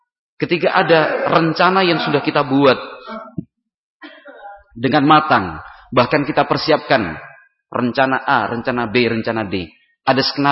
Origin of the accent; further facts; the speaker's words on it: Yogyakarta, Special Region of Yogyakarta, Indonesia; Saya berasal dari Yogyakarta.